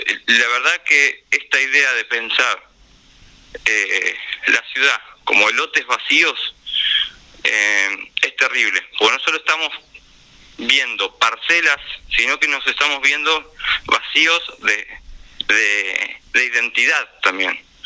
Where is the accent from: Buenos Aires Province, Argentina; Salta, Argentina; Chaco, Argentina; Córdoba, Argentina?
Buenos Aires Province, Argentina; La Plata; yo soy de Villalvira, mi barrio todavía no tiene veredas. Yo actualmente vivo por zona de Plaza Rocha, pero me crié en Villalvira, mi familia vive todavía allá